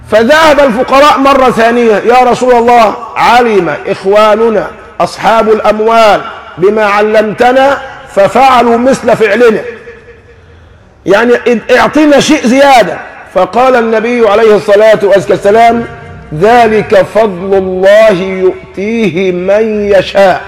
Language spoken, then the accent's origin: Arabic; Egypt; نحن كمصريين عورنا في عدم العمل